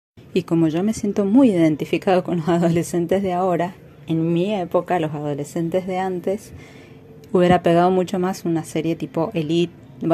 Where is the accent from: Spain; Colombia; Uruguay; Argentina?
Argentina; Mendoza; soy de Mendoza